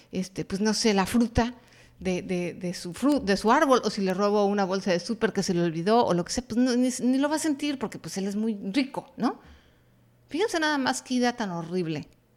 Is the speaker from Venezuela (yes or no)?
no; Mexico; Habrá gente en Latinoamérica que diga, no, en mi país no somos así, adelante, qué padre, pero sé que no nada más México adolecemos de estas cuatro ideas